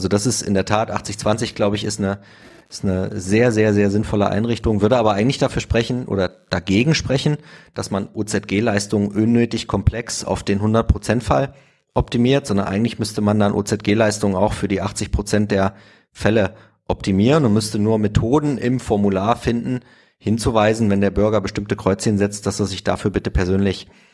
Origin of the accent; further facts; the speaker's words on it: East Germany, Germany; Ich bin selbst im Osten aufgewachsen.